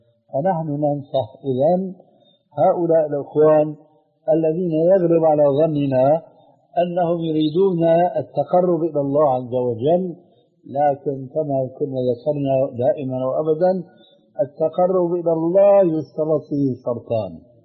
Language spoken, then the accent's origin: Arabic; Syria; لكن نقرأ هكذا كما كانوا يقولون عندنا في الشام